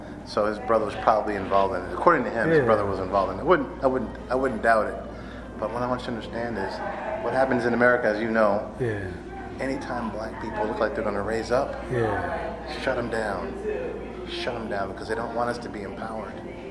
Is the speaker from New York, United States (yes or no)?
yes; New York City, New York, United States; also born or lived in Los Angeles; I'm from Manhattan. I lived in LA 15 years.